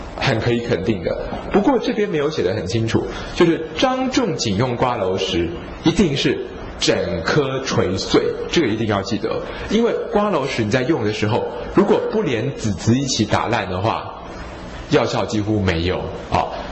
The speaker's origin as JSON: {"language": "Chinese", "country": "Taiwan", "said": "我最近觉得药性比较寒凉的美容药对我们台湾人的帮助不大"}